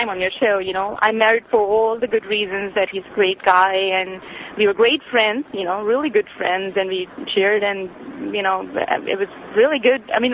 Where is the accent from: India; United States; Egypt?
India; Anyway, I'm from India, and I've called many times before.